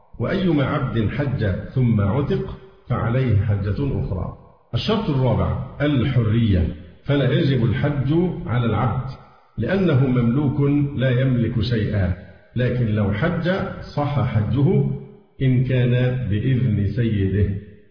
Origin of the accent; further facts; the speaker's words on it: Egypt; فحتى الآن حالات عندنا في مصر والله الحمد طيبة جدا.